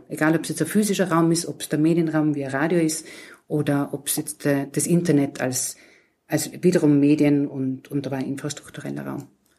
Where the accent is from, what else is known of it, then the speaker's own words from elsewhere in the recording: Innsbruck, Tyrol, Austria; also born or lived in Graz; Ich bin ja ursprünglich aus Innsbruck.